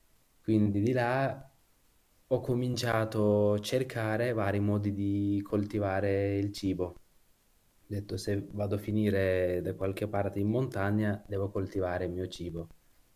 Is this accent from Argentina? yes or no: no; Kurdistan, Turkey; also born or lived in Istanbul; Io, diciamo, sono nato e cresciuto in Kurdistan, in Turchia. Poi sono andato a Istanbul per studiare.